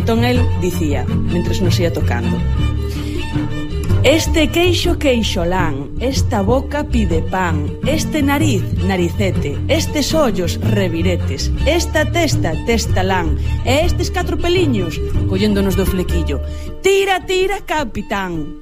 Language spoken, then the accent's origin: Galician; Muxía, Galicia, Spain; also born or lived in Corcubión; Eu son da Costa da Morte, crieime na Costa da Morte, en concreto en Muxía, en Corcubión tamén, unha das zonas máis bonitas e máis bravas de Galicia.